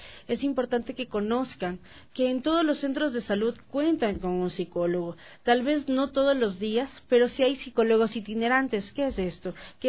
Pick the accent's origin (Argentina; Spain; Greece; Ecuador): Ecuador; Nosotros como ecuatorianos tenemos más la idiosincrasia de necesitar más